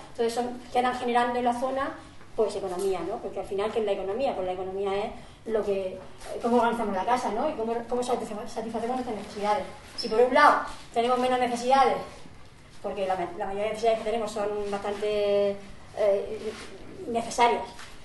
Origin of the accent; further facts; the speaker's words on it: Murcia, Region of Murcia, Spain; Yo vengo desde Murcia